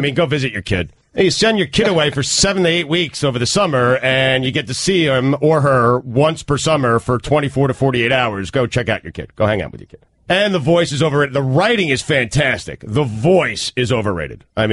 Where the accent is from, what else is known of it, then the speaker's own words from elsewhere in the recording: New York, United States; You know, growing up in New York